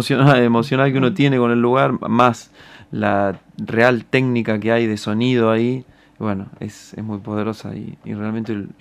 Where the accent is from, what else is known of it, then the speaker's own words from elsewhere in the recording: Pellegrini, Buenos Aires Province, Argentina; ese paisaje de llanura que yo tengo desde que nací, de donde vengo, allá Pellegrini, provincia de Buenos Aires.